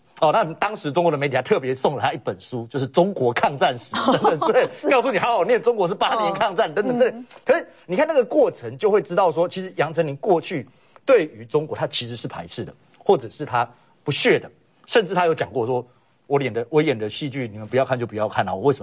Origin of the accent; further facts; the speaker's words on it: Taiwan; 那我觉得站在我们台湾人良善的角度